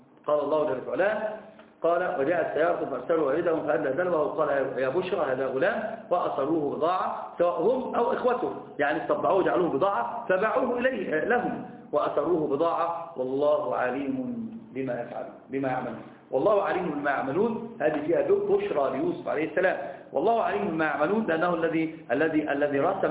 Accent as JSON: {"language": "Arabic", "country": "Egypt", "said": "أنا عندنا في مصر يقولون في المثل اللي ما يعرفك إيش جاك"}